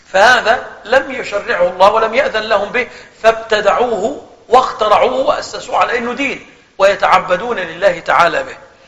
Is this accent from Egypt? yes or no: yes; Egypt; احنا مثلا عندنا في مصر خلاص الأمور دي اختفت